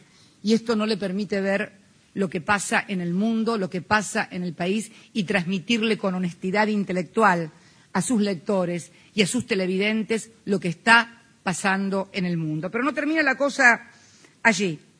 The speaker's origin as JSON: {"language": "Spanish", "country": "Argentina", "said": "voy a hablar en pesos argentinos porque soy argentina."}